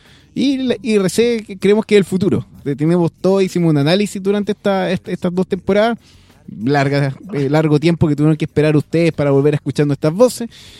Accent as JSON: {"language": "Spanish", "town": "Talca", "region": "Maule", "country": "Chile", "said": "No somos de izquierda, somos de derecha, pues somos de Talca."}